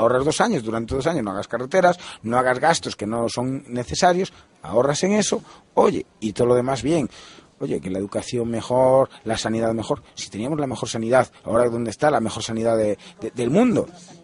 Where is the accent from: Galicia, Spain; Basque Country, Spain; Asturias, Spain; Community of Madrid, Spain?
Galicia, Spain; Yo soy gallego.